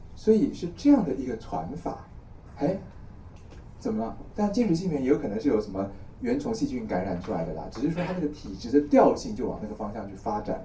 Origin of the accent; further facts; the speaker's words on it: Taiwan; 好比说啊，我们台湾人来讲